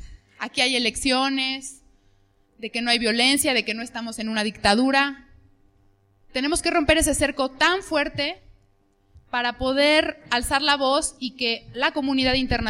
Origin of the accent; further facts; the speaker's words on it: Mexico; Creemos que en los tratados de libre comercio está escrita la sentencia que como pueblo mexicano vivimos.